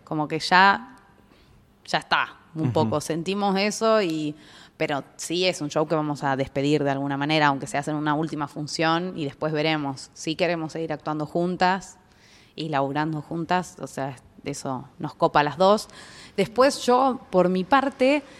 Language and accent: Spanish; Trelew, Chubut, Argentina; lo hice en Trelew, que es de donde soy.